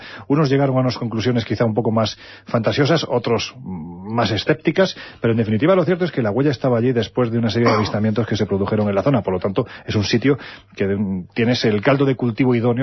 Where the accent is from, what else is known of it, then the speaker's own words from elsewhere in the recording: Andalusia, Spain; born there; Sí, claro, está muy cerca de donde yo nací, sí, sí.